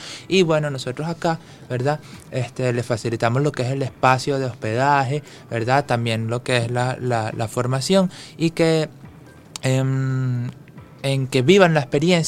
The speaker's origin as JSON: {"language": "Spanish", "town": "Barquisimeto", "region": "Lara", "country": "Venezuela", "lives_now": "Caracas, Venezuela", "said": "yo soy de Barquisimeto y fíjate, pues estoy aquí viviendo la experiencia de lo que es el arte circense aquí en la capital."}